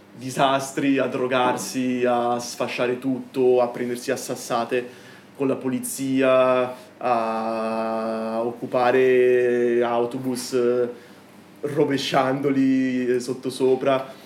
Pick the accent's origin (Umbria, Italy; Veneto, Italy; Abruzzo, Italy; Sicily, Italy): Veneto, Italy; essendo veneto non potevo esimermi